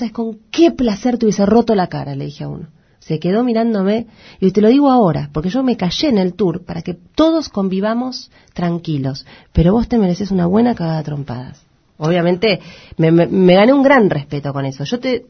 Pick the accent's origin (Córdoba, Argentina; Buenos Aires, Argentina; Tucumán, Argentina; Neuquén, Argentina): Buenos Aires, Argentina; La Boca; yo soy de La Boca, me crié en La Boca